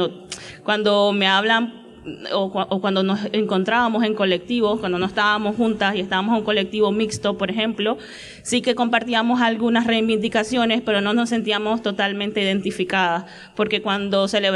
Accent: Nicaragua; now in Bilbao, Spain; yo soy de Nicaragua

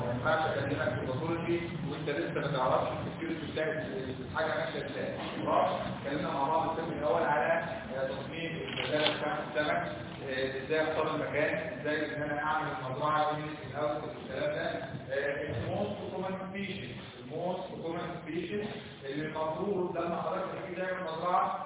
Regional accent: Egypt; احنا عارفين ان احنا كلنا كلنا اللي احنا مصريين ان احنا كلنا مصريين

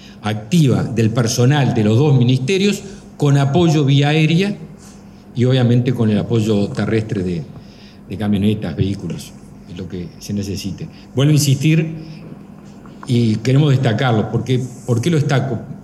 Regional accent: Uruguay; todos sabemos, todos somos uruguayos

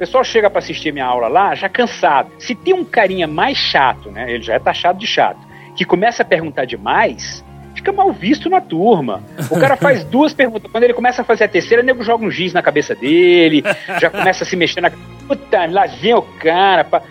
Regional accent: Ceará, Brazil; eu sou do interior do Ceará, como disse a vocês.

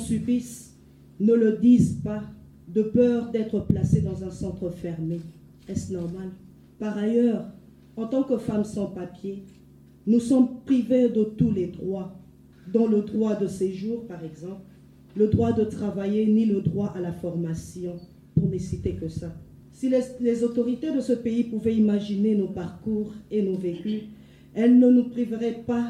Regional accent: DR Congo; Je suis congolaise de la République démocratique du Congo.

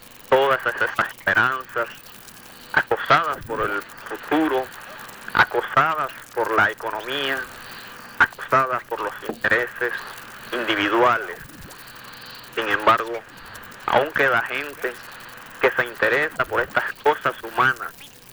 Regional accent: Chiriquí, Panama; desde aquí, de esta tierra panameña, de este pueblo chiricano, que es mi pueblo, pero que me he convertido, gracias a él, en un ciudadano del mundo

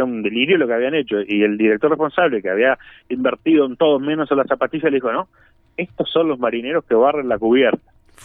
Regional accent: Colón, Montevideo, Uruguay; Bueno, es mi barrio, entonces acá en las, bueno, yo soy de Colón.

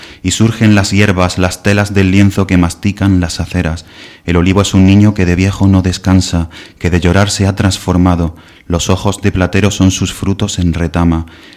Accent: Mancha Real, Andalusia, Spain; Pues yo soy de... nací en Mancha Real, que es un pueblo de Jaén, es un pueblo de unos 10.000 habitantes.

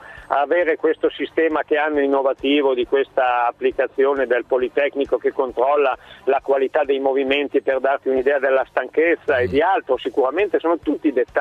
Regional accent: Salsomaggiore Terme, Emilia-Romagna, Italy; io sono di Salso Maggiore Terme

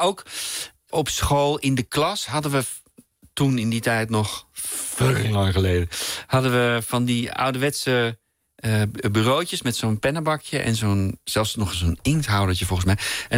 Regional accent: Hilversum, North Holland, Netherlands; Nee, mijn jeugd hier in Hilversum, niet ver hier vandaan waar wij woonden...

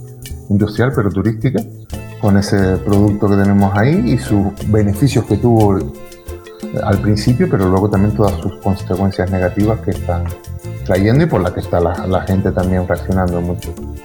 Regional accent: Valle San Lorenzo, Canary Islands, Spain; recuerdo en el sur, en la zona que donde nos criamos fue en Valle San Lorenzo.

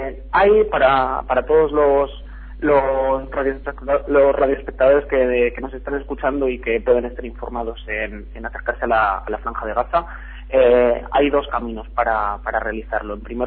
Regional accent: Spain; ahora mismo nos encontramos tres personas que procedemos del Estado español

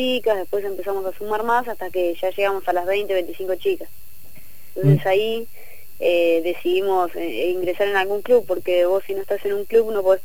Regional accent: Tandil, Buenos Aires Province, Argentina; now in La Plata, Argentina; yo soy de Tandil. Después, cuando me vine a La Plata, pensé que iba a encontrar un equipo acá en La Plata y no había nada.

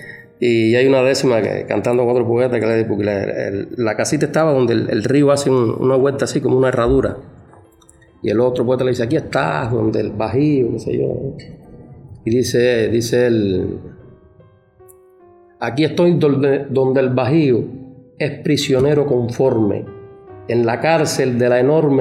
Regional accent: Cuba; born there; todos los improvisadores que nacimos en Cuba

